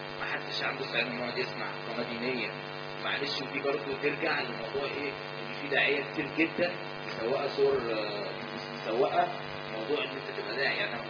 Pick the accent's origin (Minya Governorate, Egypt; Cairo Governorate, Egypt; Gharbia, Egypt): Cairo Governorate, Egypt; Cairo; بالمناسبه انا من القاهره